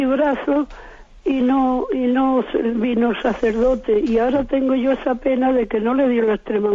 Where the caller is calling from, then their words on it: Jerez de la Frontera, Andalusia, Spain; de Jerez.